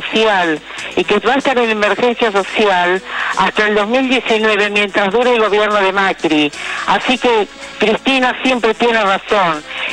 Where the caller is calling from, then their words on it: Palermo, Buenos Aires, Argentina; soy de Palermo.